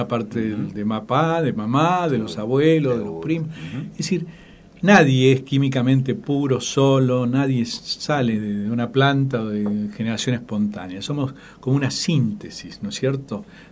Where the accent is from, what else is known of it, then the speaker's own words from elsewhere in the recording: Buenos Aires, Argentina; also born or lived in Alto Verde; yo nací en Alto Verde también, y a los 7-8 años me llevaron de vuelta a Buenos Aires. Y ahí ya me quedé, me formé en Buenos Aires.